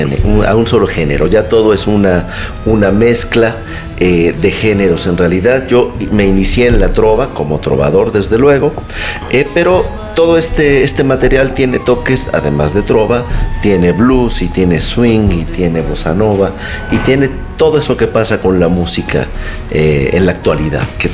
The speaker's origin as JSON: {"language": "Spanish", "town": "Mérida", "region": "Yucatán", "country": "Mexico", "said": "Pues yo nací en la ciudad de Mérida, Yucatán. Soy orgullosamente yucateco."}